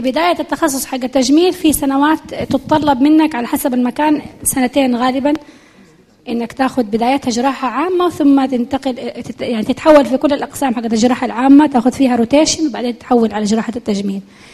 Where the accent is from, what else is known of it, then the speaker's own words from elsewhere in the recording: Jeddah, Makkah Province, Saudi Arabia; وأفضل أنه يبدأ عندنا في جدة.